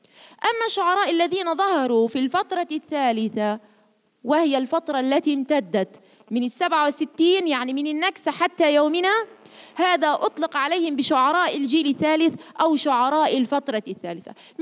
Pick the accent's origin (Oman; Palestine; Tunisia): Palestine; نحن اخترنا شاعر فلسطيني لأننا ماذا؟ من الشعب الفلسطيني مثله كفلسطينيين.